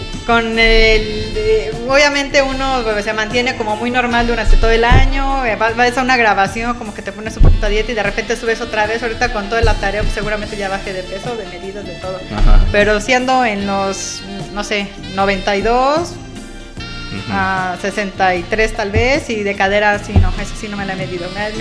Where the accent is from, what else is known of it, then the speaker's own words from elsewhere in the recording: Mexico City, Mexico; Sí, yo soy de la Ciudad de México.